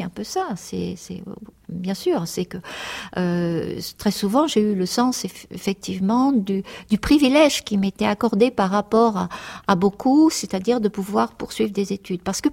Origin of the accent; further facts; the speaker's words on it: Normandy, France; parce que je suis déracinée de la Normandie et déracinée aussi du monde populaire